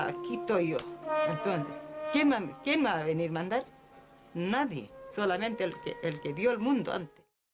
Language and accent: Spanish; Alto Biobío, Biobío, Chile; Pehuenche, Alto Biobío. Y seré hasta el final aquí. Porque mi tierra es mío.